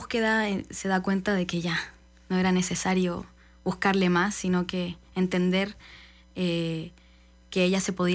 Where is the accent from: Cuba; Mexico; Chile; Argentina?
Chile; Bueno, yo vengo de Chile, él viene de Polonia, somos Teatro Entropía